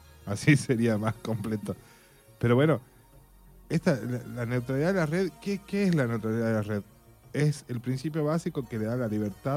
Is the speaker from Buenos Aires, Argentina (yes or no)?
no; Jujuy, Argentina; implica tanto a nosotros como argentinos y jujeños?